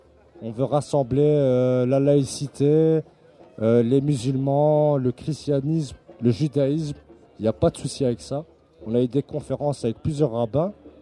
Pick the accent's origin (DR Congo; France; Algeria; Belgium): Belgium; born there; je parle en tant que pur belge que marocain, parce que je suis né ici dans ce pays